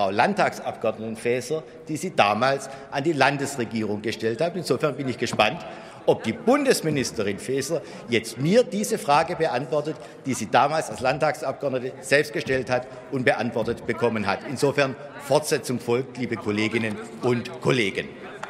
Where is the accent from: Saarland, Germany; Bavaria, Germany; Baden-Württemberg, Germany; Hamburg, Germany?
Baden-Württemberg, Germany; Heilbronn; Impfbus in meiner Heimatstadt Heilbronn wird von militanten Impfgegnern blockiert.